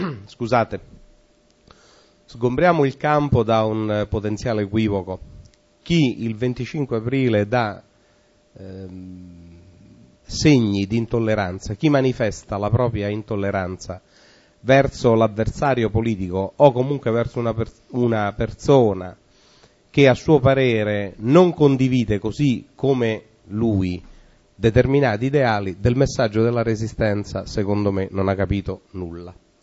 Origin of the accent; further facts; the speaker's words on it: Supino, Lazio, Italy; la storia del mio paese nativo, dove tuttora risiedo, che è appunto Supino